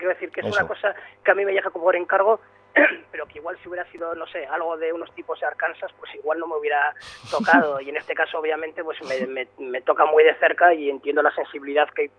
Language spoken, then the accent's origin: Spanish; Bilbao, Basque Country, Spain; obviamente yo soy de Bilbao, sí.